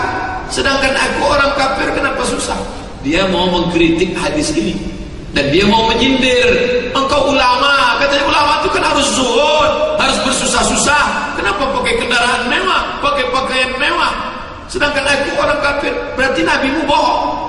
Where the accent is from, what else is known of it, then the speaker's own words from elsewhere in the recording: Sumatra, Indonesia; kita sebagai orang Sumatera bil khusus Minangkabau